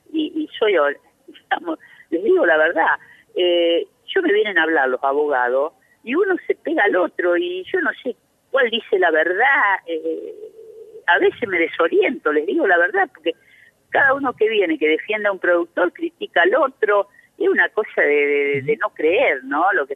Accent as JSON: {"language": "Spanish", "town": "Chañar Ladeado", "region": "Santa Fe", "country": "Argentina", "tie": "born or raised there", "said": "si yo hiciera esta nota en mi pueblo, en Chañar Ladeado, ni lo entenderían"}